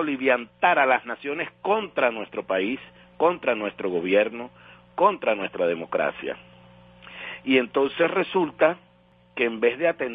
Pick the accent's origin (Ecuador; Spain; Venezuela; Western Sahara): Venezuela; nos fortalece mucho en la autoestima, en la identidad como venezolano